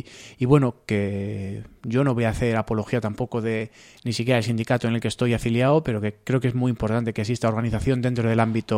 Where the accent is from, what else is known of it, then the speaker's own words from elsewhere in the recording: Madrid, Community of Madrid, Spain; como madrileños, yo creo